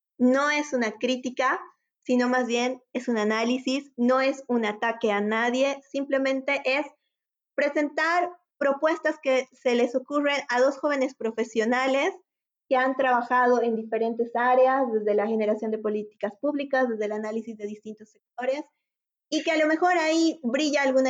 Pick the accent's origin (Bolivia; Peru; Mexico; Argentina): Bolivia; nuevas soluciones para problemas que nos afectan a todos como bolivianos.